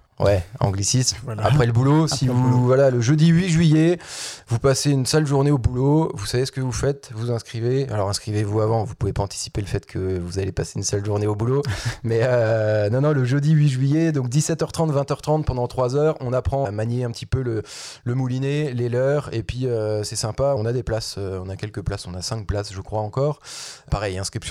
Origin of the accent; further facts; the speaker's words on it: Nancy, Grand Est, France; ça résonne chez nous, à Nancy, quand on va pêcher la carpe, ou le brochet, ou le goujon